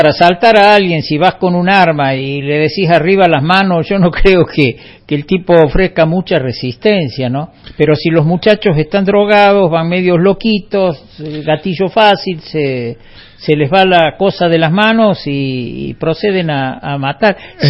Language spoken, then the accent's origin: Spanish; Lanús, Buenos Aires Province, Argentina; born there; Dios mío, pensar que yo nací en Lanús.